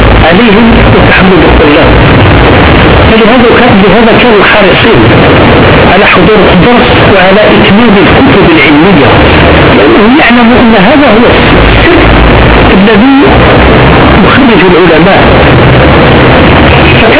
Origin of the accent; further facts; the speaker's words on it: Algeria; انظروا إلى علماء بلادنا الجزائر كيف كانوا ينظرون